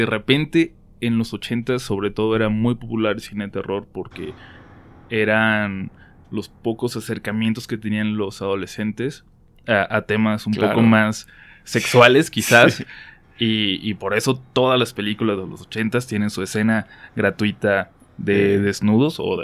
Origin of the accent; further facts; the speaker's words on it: Tijuana, Baja California, Mexico; Yo soy de Tijuana y allá le decimos video.